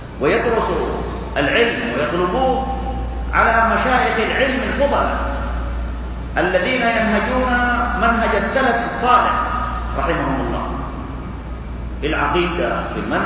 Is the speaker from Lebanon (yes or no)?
no; Saudi Arabia; ونحمد الله عز وجل أننا في بلدنا المملكة العربية السعودية نعيش هذه الخيرات